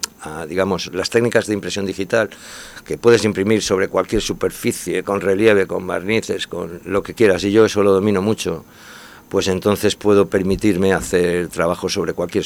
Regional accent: Elche, Valencian Community, Spain; Yo me acuerdo cuando era pequeño que siempre decía, yo soy de Elche

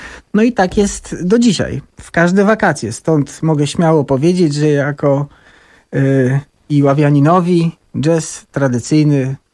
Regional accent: Iława, Warmian-Masurian Voivodeship, Poland; miasta, z którego pochodzę, a jestem z Iławy

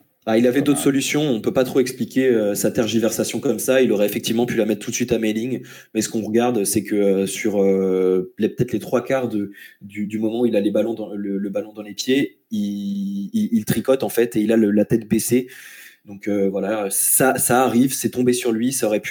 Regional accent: Rennes, Brittany, France; je suis Rennais

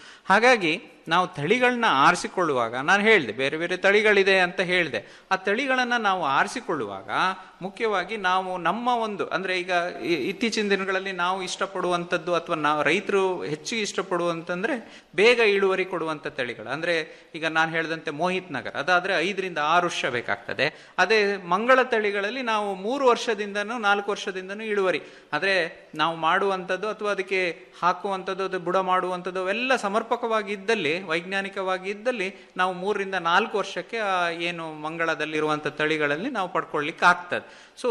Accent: Karnataka, India; ನಾನು ಒಬ್ಬ ಕೃಷಿ ವಿಜ್ಞಾನಿ ಆಗಕ್ಕಿಂತ ಮುಂಚೆ ನಾವೊಬ್ಬ ಕೃಷಿಕನೇ, ಅದು ಅಡಿಕೆ ಕೃಷಿಕರೇ. ನಾವು ಮಲೆನಾಡು ಭಾಗದವರು.

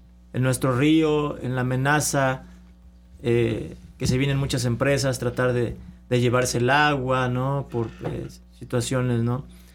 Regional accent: Jalcomulco, Veracruz, Mexico; el sentido de que somos de Jalcomulco, queremos, amamos nuestro territorio, nuestro río.

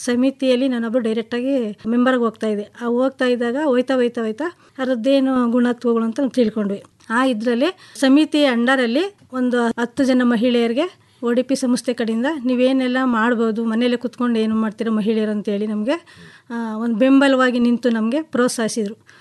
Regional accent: Nagamangala, Karnataka, India; ನಮ್ದು ಪಿ ನಿರ್ಲಿಕೆರೆ, ನಾಗಮಂಗಲ ತಾಲೂಕು.

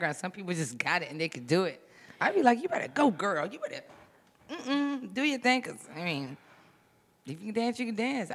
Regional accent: Chester, Virginia, United States; I'm not trying to just be in Richmond. I'm from Richmond, from Chester.

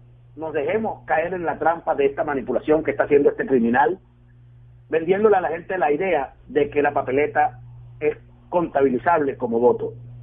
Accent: Venezuela; como venezolano exijo que el gobierno bolivariano aclare en campaña

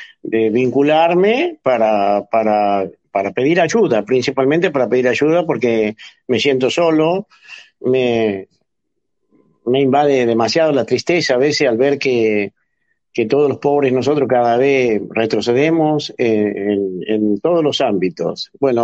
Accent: Caburé, Santiago del Estero, Argentina; a ustedes de nuestro querido Caburé que yo amo. Nunca me quise retirar de ahí, nunca quise abandonar mi pueblo

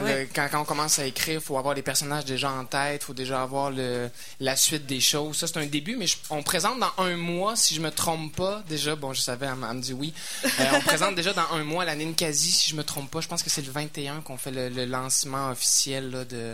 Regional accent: Alma, Quebec, Canada; parce que moi je suis natif du lac Saint-Jean de Alma

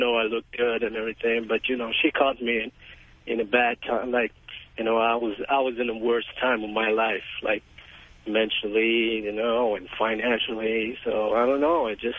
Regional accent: Israel; I'm from Israel, 28, going to be 29.

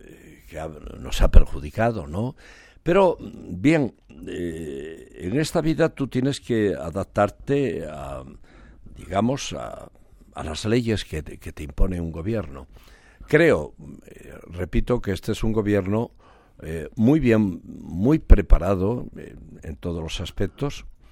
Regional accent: Spain; en realidad yo soy español. Por los cuatro costados

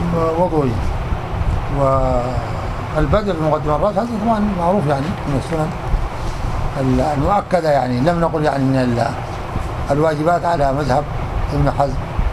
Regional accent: Morocco; عندنا في المغرب كده

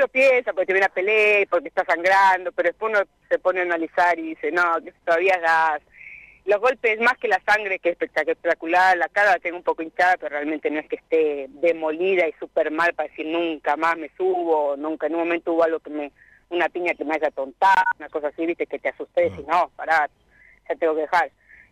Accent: Anguil, La Pampa, Argentina; hacer un festival en Anguil para que vaya la gente y para, por supuesto, pelear en mi pueblo.

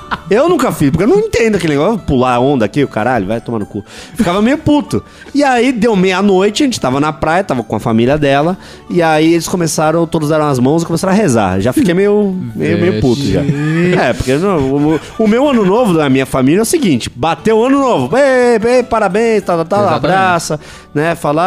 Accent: Santos, São Paulo, Brazil; Eu sou de Santos também.

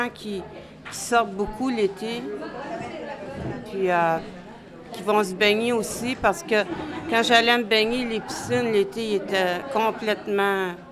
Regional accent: Montreal, Quebec, Canada; Ben, j'ai grandi dans une ville montréalaise, à La Salle.

